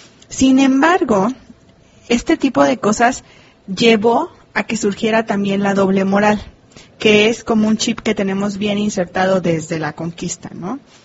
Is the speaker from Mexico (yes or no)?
yes; Mexico; nosotros, como mexicanos, tenemos bien insertado ese chip